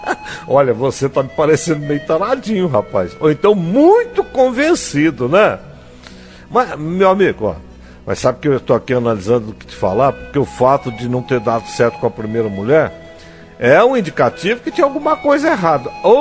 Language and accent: Portuguese; Altamira, Pará, Brazil; eu sou nascido em Altamira. Lá eu estudei, me criei e lá me casei a primeira vez também.